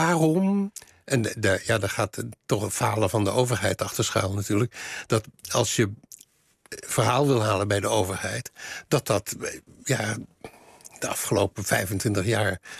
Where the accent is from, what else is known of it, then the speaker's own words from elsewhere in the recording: Leiden, South Holland, Netherlands; wij komen allebei uit Leiden. Althans, zij is in Amsterdam geboren, maar wij woonden allebei in Leiden.